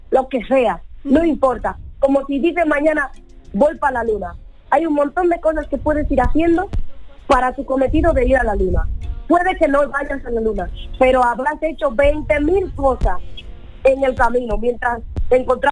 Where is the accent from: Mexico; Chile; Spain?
Spain; Bueno, todo lo que lleve arroz, como buena latinoamericana y española, me encanta.